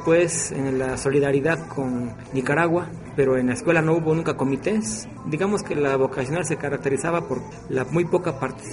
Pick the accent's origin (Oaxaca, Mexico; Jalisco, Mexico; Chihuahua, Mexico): Oaxaca, Mexico; Miahuatlán; also born or lived in Mexico City; soy originario de Miahuatlán, Oaxaca. Miahuatlán es un municipio de la zona centro de Oaxaca. Y viví allí hasta los 12 años. Estudié allí hasta el quinto año de primaria, el sexto año lo estudié en el DF. Volví para estudiar la secundaria a Miahuatlán.